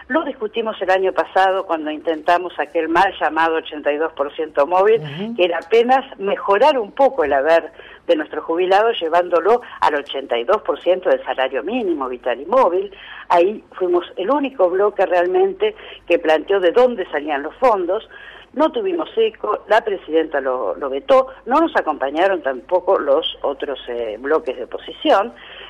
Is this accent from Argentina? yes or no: yes; Argentina; de festejar juntos como pueblo, como argentinos